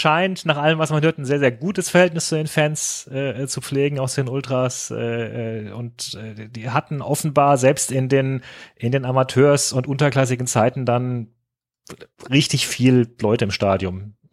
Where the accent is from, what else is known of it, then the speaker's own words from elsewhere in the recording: Frankfurt, Hesse, Germany; Ich meine, euch muss ich als Frankfurter bei guter Stimmung nichts erzählen.